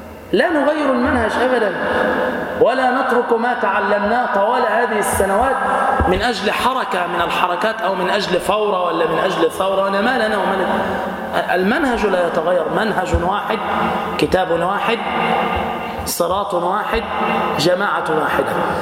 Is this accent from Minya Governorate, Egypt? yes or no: no; Damietta, Damietta Governorate, Egypt; يعني مثلا عندنا في دمياط ما شاء الله أكابر